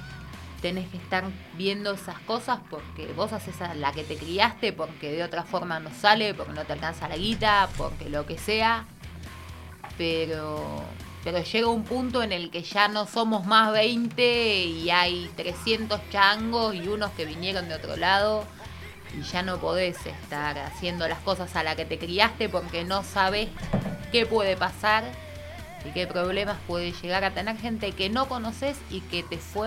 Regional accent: Argentina; hay cosas que se hacen a la que te criaste por eso mismo de que somos argentinos

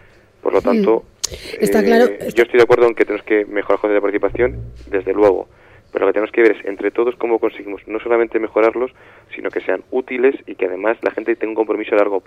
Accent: Alcorcón, Community of Madrid, Spain; yo soy de Alcorcón

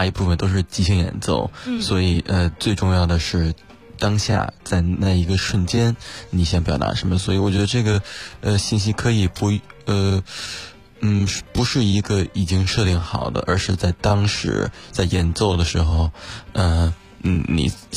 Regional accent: Beijing, China; born there; 我99年，出生于北京，然后从小大概4岁起开始学习钢琴。

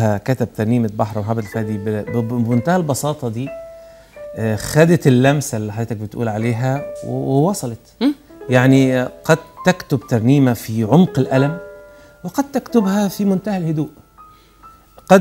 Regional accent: Sohag, Sohag Governorate, Egypt; وانت عارف ان انا صعيدي من سوهاج.

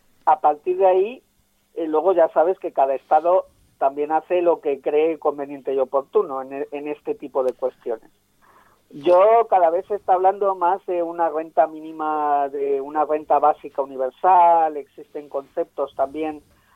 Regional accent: Castile and León, Spain; now in Galicia, Spain; yo, que en realidad vivo en Galicia, pero soy de Castilla y León, quisiera volver a Castilla y León

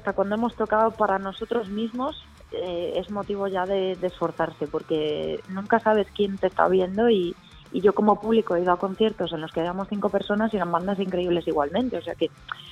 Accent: Galicia, Spain; now in Madrid, Spain; sí, somos todos de Galicia

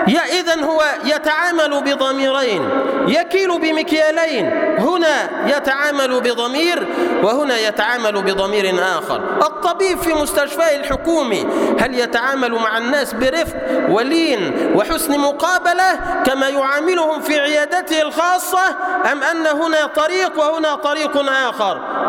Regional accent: Egypt; واجعل اللهم بلدنا مصر سلما سلاما

